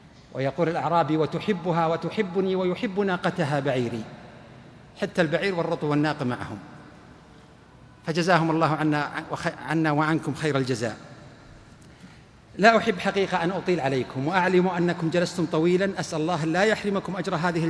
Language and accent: Arabic; Ar Rass, Al-Qassim, Saudi Arabia; خرجت اليوم 8:00 من الرس مدينتي، ووصلت لجدة 12:00